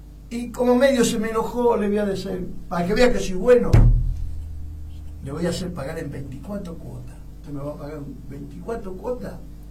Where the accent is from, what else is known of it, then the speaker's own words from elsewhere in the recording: Argentina; vos fijate qué idiota que somos los argentinos